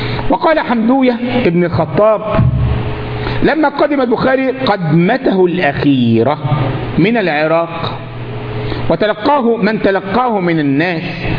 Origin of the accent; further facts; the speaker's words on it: Egypt; احنا عندنا في مصر منطقة اسمها الوراق في جزيرة في قلب النيل اسمها الوراق